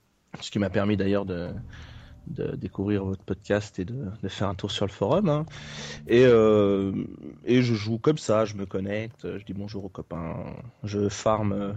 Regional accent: Switzerland; Est-ce que je suis je saucisse, donc je suis suisse, oui.

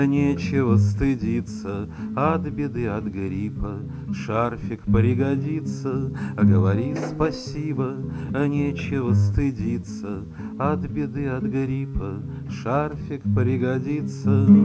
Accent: Moscow, Russia; Вырос я в Москве, как многие из моего поколения, да, пожалуй, и все в коммуналке рос. Коммуналка была в Марьиной роще.

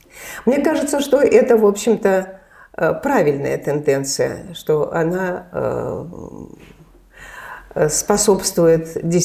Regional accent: Saint Petersburg, Russia; now in Moscow, Russia; Мы все, конечно, петербуржцы

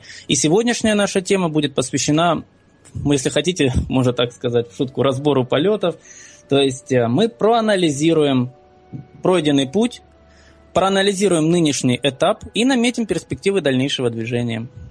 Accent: Simferopol, Crimea, Ukraine; Я из Симферополя, из Крыма, недавно присоединившегося к нашему общему дому.

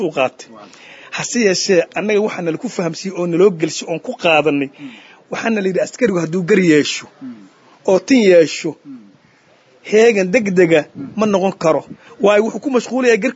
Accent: Hiran, Somalia; born there; aniga waxaan ku dhashay Hiiraa

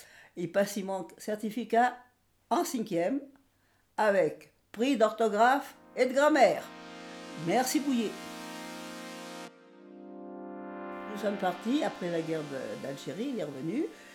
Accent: Puymot, Nouvelle-Aquitaine, France; first language Occitan; Moi, je suis née au Puymot. J'avais mon grand-père, ma maman, mon papa, qui me parlaient patois. Je l'ai appris toute petite. C'était ma première langue. Je suis bilingue.

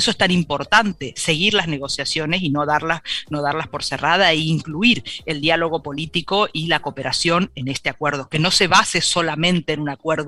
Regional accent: Corrientes, Argentina; de mi misma provincia donde yo soy, de Corrientes, Argentina, en el límite con Brasil y el límite con Paraguay. Yo soy de una región que se llama el Gran Chaco Latinoamericano, que está justamente en el límite en lo que es el corazón del Mercosur

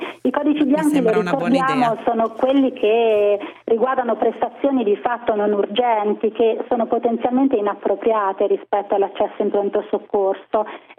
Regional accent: Umbria, Italy; Io sono bravissima, sono umbra e cucino un ottimo ragù.

